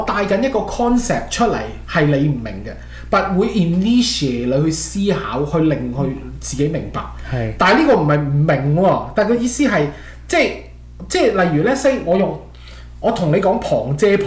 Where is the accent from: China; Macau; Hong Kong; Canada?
Canada; 因為我哋加拿大人，我有時避唔到啲英文啦